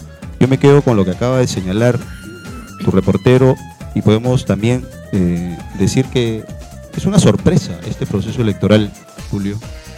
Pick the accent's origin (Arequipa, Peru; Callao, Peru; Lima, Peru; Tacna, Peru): Callao, Peru; Ventanilla; soy de Ventanilla, tengo más de 35 años viviendo en el distrito, soy abogado de profesión, tengo mi familia, mi esposa, mis hijas que han nacido en el distrito.